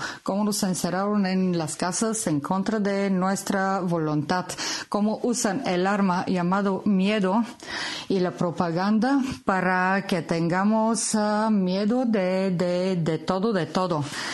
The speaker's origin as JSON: {"language": "Spanish", "country": "Bulgaria", "second_language": "Spanish", "lives_now": "Bilbao, Spain", "said": "soy de Bulgaria, pero vivo ya muchos años en Bilbao."}